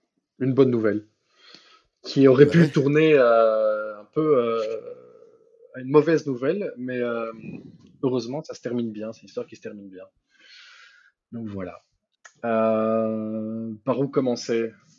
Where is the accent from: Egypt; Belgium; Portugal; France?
Belgium; born there; also born or lived in Spain; je suis citoyen belge, je suis né en Belgique, j'ai la nationalité belge, sauf que ayant résidé en Espagne pendant presque 6 ans